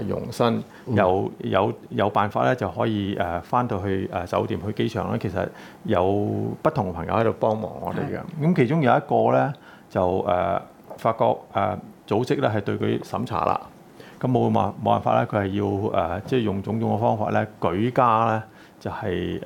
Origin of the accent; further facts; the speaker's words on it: China; born there; 因為當時我係比較有少少即係叫大陸嘅知識背景，我大陸出世。